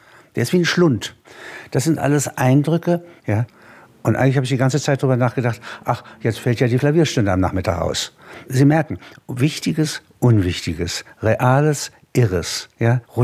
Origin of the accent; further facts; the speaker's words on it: Halberstadt, Saxony-Anhalt, Germany; In Halberstadt, meiner Heimatstadt